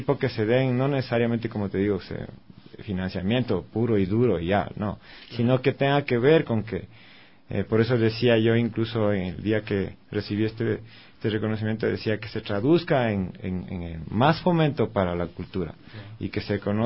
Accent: Latacunga, Cotopaxi, Ecuador; gente de Cotopaxi, ¿no? Yo soy de la Tacunga.

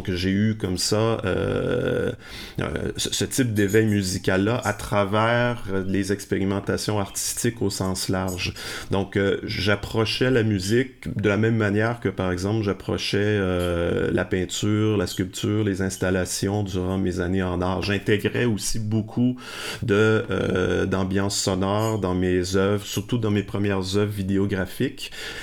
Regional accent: Lévis, Quebec, Canada; Mais j'ai grandi à Lévis.

